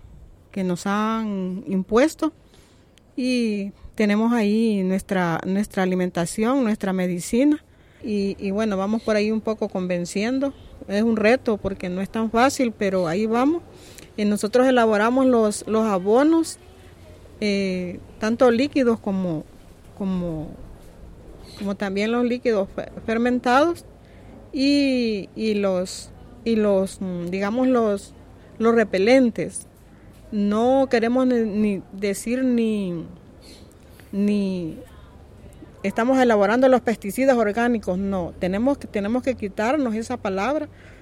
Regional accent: Tonacatepeque, San Salvador, El Salvador

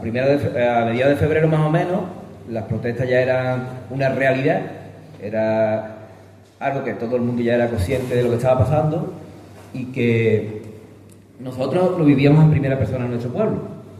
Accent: Cuevas del Becerro, Andalusia, Spain; vengo de Cuevas del Becerro, que es un pueblo que está en Málaga, cerca de la serranía de Ronda

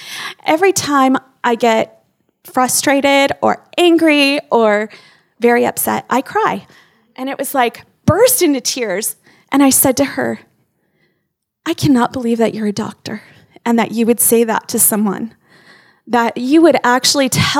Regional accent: California, United States; He is, we came from California, I'm sorry. But we didn't bring any bad habits, I promise. I don't even honk my horn ever because I never did that in California either

